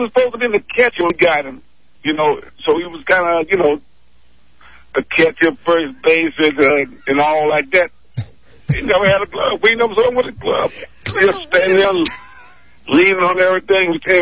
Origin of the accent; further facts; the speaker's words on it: Miami, Florida, United States; Well, I'm in Florida, Miami, Florida.